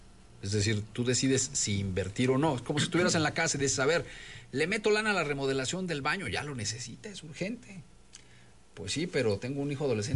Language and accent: Spanish; Mexico; lo que somos los mexicanos.